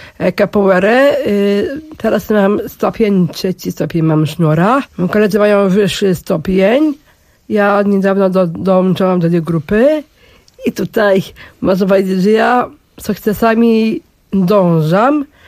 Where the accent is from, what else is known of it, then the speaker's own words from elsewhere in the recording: Warsaw, Masovian Voivodeship, Poland; born there; No trzeba za Bielanami, gdzie ja tam się urodziłam, na Bielanach.